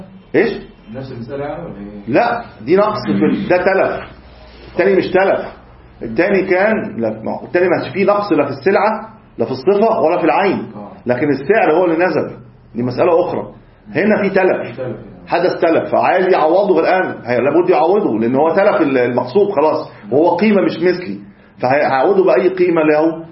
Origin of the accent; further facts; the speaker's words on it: Egypt; إحنا الآن مثلا عندنا في مصر نقد الجنيه